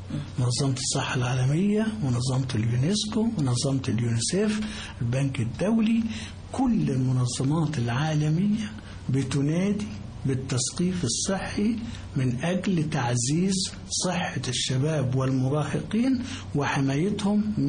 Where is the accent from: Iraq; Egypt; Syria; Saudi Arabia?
Egypt; المناهج الدراسية عندنا في مصر ما فيهاش غير درس واحد فقط